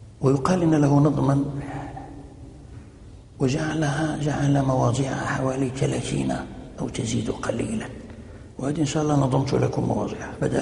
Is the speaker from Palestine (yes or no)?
no; Fez, Fès-Meknès, Morocco; ومنها عندنا في فاس وكان مقررا في